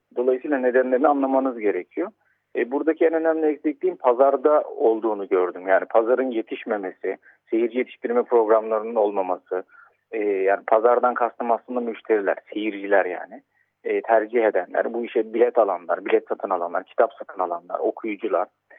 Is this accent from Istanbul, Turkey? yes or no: yes; Istanbul, Turkey; born there; Ben 1985 yılında İstanbul'da doğdum